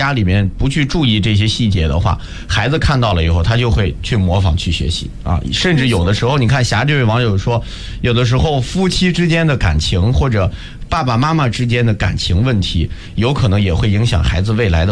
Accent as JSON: {"language": "Chinese", "region": "Beijing", "country": "China", "said": "我是北京的啊"}